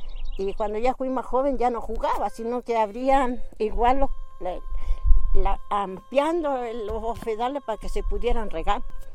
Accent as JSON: {"language": "Spanish", "town": "Chapiquiña", "region": "Arica y Parinacota", "country": "Chile", "tie": "born there", "said": "yo nací en la precordillera, en el sector de Chapiquiña. ¿Y eso qué quiere decir? Que mis padres y nuestros ancestros hacían ese tránsito desde el altiplano hacia la precordillera"}